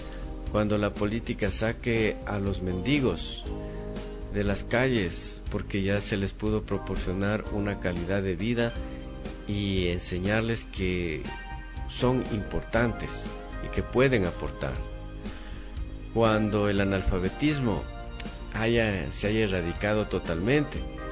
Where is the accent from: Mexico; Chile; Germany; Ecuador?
Ecuador; como ciudadano ecuatoriano